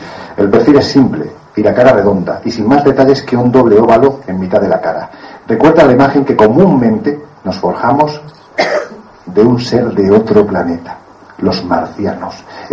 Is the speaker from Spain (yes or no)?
yes; Jaén, Andalusia, Spain; se encuentra, por ejemplo, en un yacimiento de mi tierra, de Jaén.